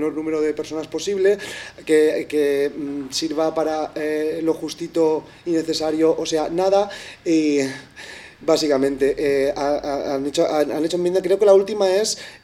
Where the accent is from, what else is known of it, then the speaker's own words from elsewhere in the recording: Benissa, Valencian Community, Spain; yo soy de Benissa